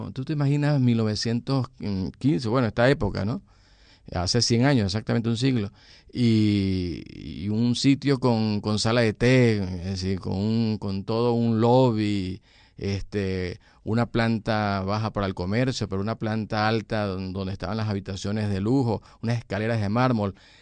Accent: Guasdualito, Apure, Venezuela; Yo soy de Guasdualito y de Guasdualito a San Fernando de Apure hay todo un río, hay todo un mar de sabana

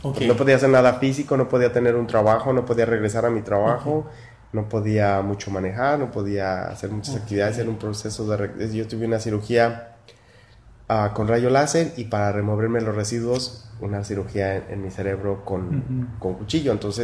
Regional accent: Valparaíso, Zacatecas, Mexico; born there; yo nací en Valparaíso, y es la tradición migratoria

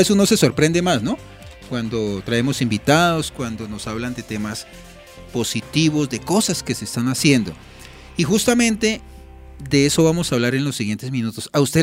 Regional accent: Boyacá, Colombia; now in Soacha, Colombia; yo llevo 24 años en esta ciudad, aunque yo sí soy, bueno, yo soy boyacense y duré muchos años allá, pero también 24 años en el municipio

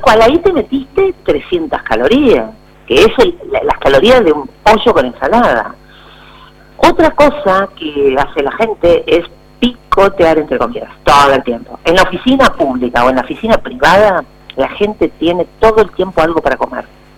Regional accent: Argentina; No comemos igual, no sé, los jujeños que los porteños, uh-huh. Y somos argentinos.

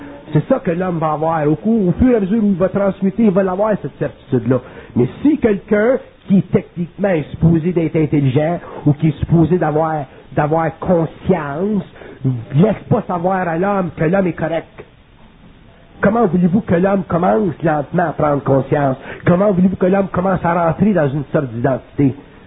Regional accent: Quebec, Canada; Puis on est des Québécois

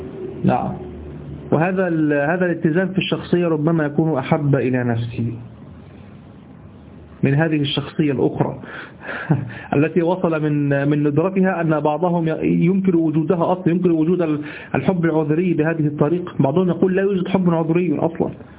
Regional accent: Egypt; ما نستعمله نحن في دارجتنا المصرية

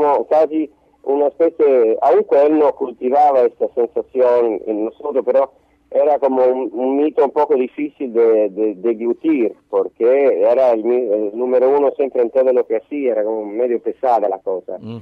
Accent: Rome, Lazio, Italy; Spanish is a second language; Cuando yo y Luca nacimos y crecimos en Roma

